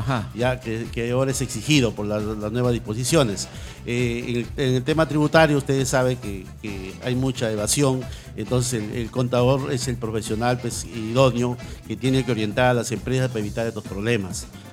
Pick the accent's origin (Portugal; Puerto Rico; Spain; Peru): Peru; Piura; now in Callao, Peru; Yo no soy chalaco, yo soy piurano, pero ya tengo más de 40 años en el Callao, me siento identificado, he hecho mi carrera en la universidad, he hecho 2 carreras en la universidad, vivo en el Callao